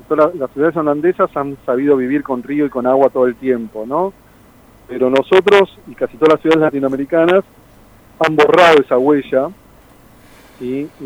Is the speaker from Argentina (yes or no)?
yes; Argentina; La gente cree que tenemos una inercia como argentinos